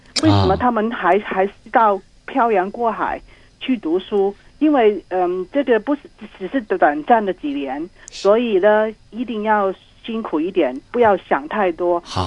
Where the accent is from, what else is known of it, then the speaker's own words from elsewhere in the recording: Hong Kong; 我是香港人